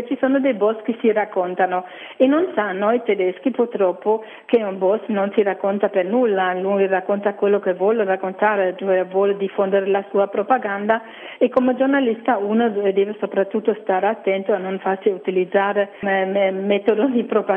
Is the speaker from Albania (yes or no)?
no; Germany; Italian is a second language; parlando come tedesca di questo, non sarei sicura di trovare altre tante persone coraggiose in Germania